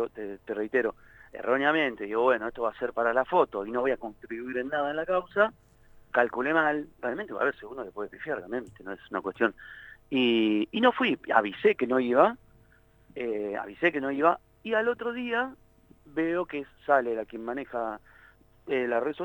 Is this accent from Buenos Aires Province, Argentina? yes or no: yes; La Plata, Buenos Aires Province, Argentina; yo soy de Tolosa, viví toda la vida en Tolosa, mis abuelos, mis viejos, todo de Tolosa.